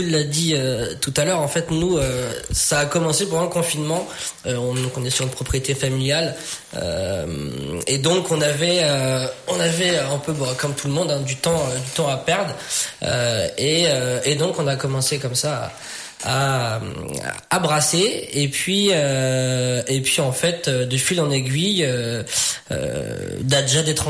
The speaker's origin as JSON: {"language": "French", "town": "Saint-Pryvé-Saint-Mesmin", "region": "Centre-Val de Loire", "country": "France", "tie": "born or raised there", "said": "on est originaire de Saint-Privé-Saint-Mémin."}